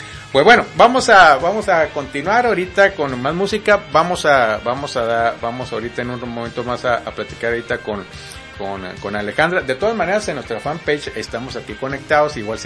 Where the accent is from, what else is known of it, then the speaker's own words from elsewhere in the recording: Mexico; como fieles mexicanos, católicos, apostólicos y romanos y guadalupanos